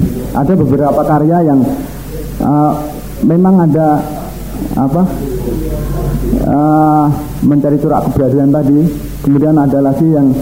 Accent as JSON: {"language": "Indonesian", "region": "Java", "country": "Indonesia", "said": "Ini saya orang Jawa"}